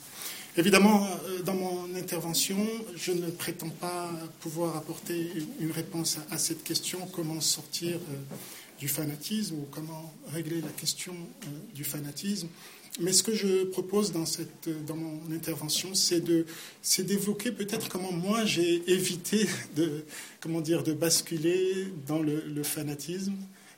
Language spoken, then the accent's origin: French; Geneva, Switzerland; also born or lived in Morocco; Moi, je suis un produit genevois, donc c'est vrai que... Mais je suis marocain et suisse, donc si vous voulez, j'ai toute ma vie vécu dans différents pays, notamment du monde arabe, mais j'ai toujours eu aussi ce lien avec la Genève